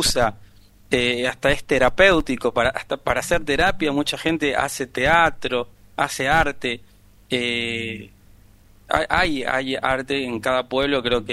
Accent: Argentina; somos argentinos, pero por lo menos en Tucumán, que ahí llegaron mucho los árabes, hay mucha danza árabe

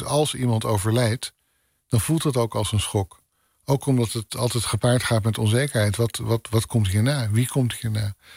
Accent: North Holland, Netherlands; Net zoals waar ik vandaan kom in Noord-Holland, drink je een kopje koffie

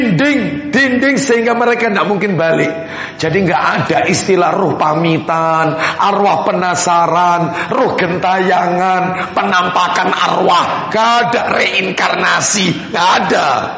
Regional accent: Surabaya, East Java, Indonesia; also born or lived in Sepanjang; Saya asli Nyamplungan, Surabaya, Ampel iya. Tapi lama di Sepanjang. Jadi masih kecampur-kecampur ini ya.

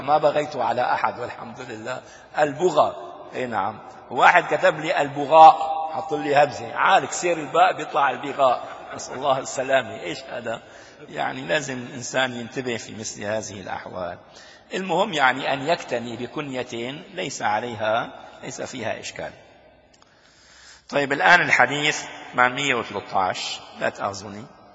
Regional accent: Damascus, Damascus Governorate, Syria; عندنا في دمشق الشام

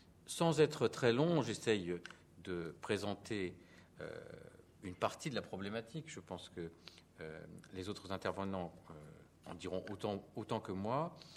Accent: Tours, Centre-Val de Loire, France; je viens de Tours

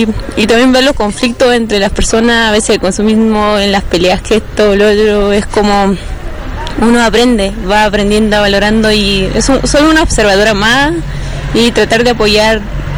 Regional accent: Chiclayo, Lambayeque, Peru; Claro, yo soy de Chiclayo, Perú.

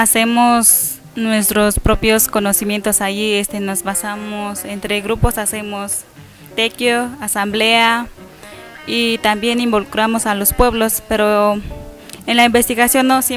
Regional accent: Tamazulapan, Oaxaca, Mexico; de donde soy, de Tamazulapan

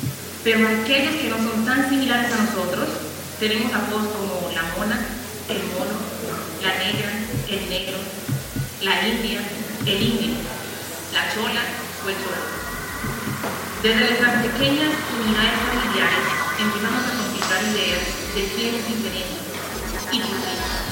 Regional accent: Chocó, Colombia; El departamento de Chocó, en Ismila, donde yo crecí, la mayoría era poblacionada.

